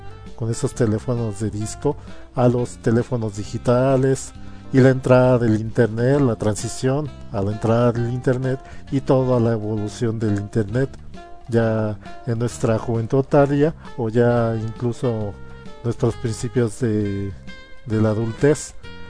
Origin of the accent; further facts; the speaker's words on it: Mexico; En mi caso, siendo mexicano, pues se define un poco más tardío